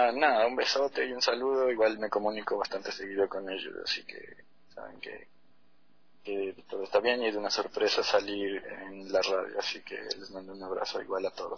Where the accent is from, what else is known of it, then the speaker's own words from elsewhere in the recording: Ecuador; nosotros como ecuatorianos no nos llega esa información